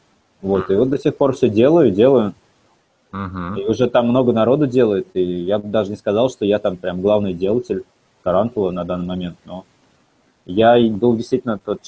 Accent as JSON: {"language": "Russian", "region": "Moscow Oblast", "country": "Russia", "said": "В университет я поступил из Подмосковья"}